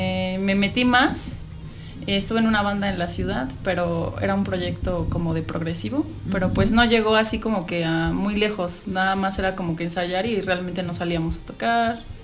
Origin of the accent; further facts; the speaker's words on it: Mexico City, Mexico; born there; moved away as an adult; now in San Rafael, Mexico; Pues yo nací en la Ciudad de México, ajá. Pero me vine a vivir a San Rafael.